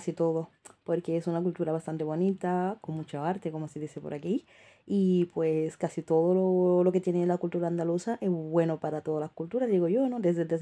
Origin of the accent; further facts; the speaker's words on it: Senegal; now in Seville, Spain; y soy de Senegal.